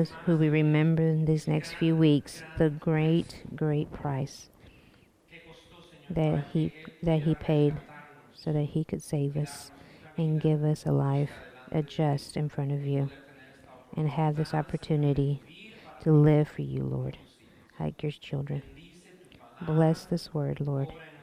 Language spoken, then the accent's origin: English; El Salvador; But it was during my time growing up in El Salvador.